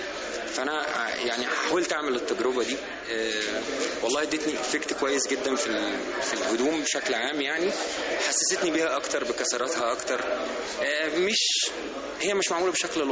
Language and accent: Arabic; Egypt; وبعدين الميثولوجي الاجتماعي عندنا في مصر ساري جدا جدا